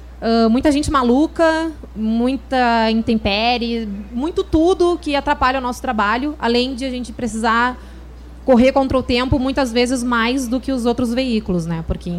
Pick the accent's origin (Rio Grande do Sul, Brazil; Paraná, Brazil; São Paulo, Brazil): Rio Grande do Sul, Brazil; now in Rio de Janeiro, Brazil; vocês já vão perceber que eu não sou carioca, eu sou gaúcha. E eu tô só há 5 meses aqui no Rio de Janeiro, então meu sotaque ainda é bem puxado.